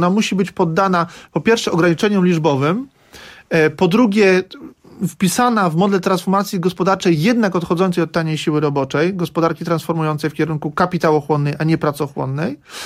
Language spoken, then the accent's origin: Polish; Lower Silesian Voivodeship, Poland; now in Warsaw, Poland; Jestem z Dolnego Śląska i od Warszawie mieszkam od 2012 roku